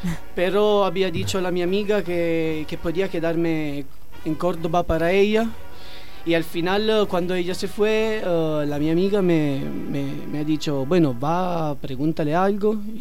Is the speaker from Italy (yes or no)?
yes; Italy; Spanish is a second language; now in Mendoza, Argentina; yo vengo desde Italia y estudio enología.